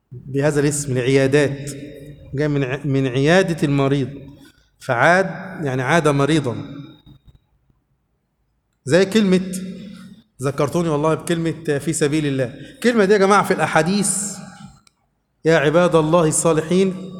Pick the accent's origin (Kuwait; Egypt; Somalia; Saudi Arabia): Egypt; احنا عايزين يبقى عندنا في مصر كده